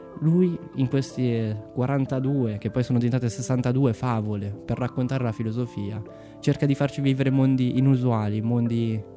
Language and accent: Italian; Como, Lombardy, Italy; vengo da Como, e ok, quindi vado in radio a Como, ci sa tutto, e sono nato nel 1991